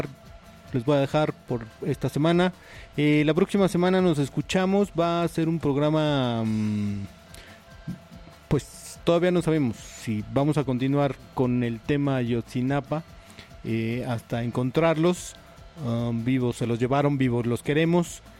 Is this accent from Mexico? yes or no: yes; Mexico; que nos atañen como ciudadanos, como mexicanos, a cada uno.